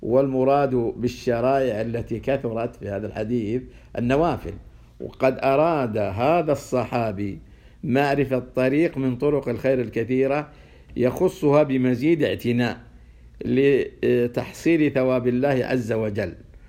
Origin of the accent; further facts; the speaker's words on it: Saudi Arabia; وخير من يمثل ذلك حاليا بلادنا السعودية